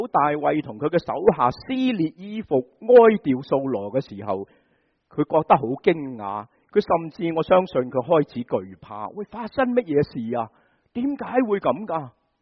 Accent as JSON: {"language": "Chinese", "country": "China", "said": "这个就是原因，我们中国人都是一样的。"}